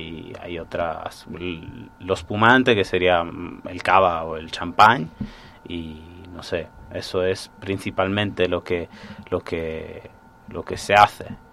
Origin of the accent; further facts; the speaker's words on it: Sardinia, Italy; Spanish is a second language; Es una tradición, por lo visto, propia de mi pueblo. Por lo menos yo no he hablado con gente de los pueblos alrededores y del resto de Cerdeña